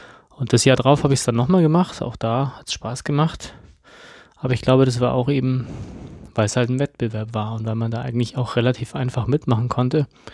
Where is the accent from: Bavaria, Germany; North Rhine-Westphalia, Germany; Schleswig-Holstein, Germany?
Bavaria, Germany; Munich; ich habe damals ja in München gewohnt, ich bin in München groß geworden